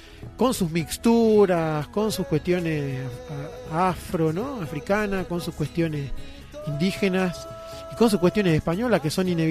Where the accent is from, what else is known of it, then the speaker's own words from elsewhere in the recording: Tucumán, Argentina; born there; now in Luyaba, Argentina; soy tucumano de nacimiento, he tenido la suerte, creo, de haber vivido en muchos lugares y vivo actualmente en Luyaba